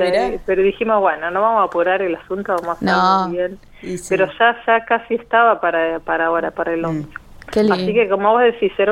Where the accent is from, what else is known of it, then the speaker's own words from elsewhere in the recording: La Pampa, Argentina; crecimos y nacimos en La Pampa, así que es medio imposible que no tenga de alguna manera una impronta.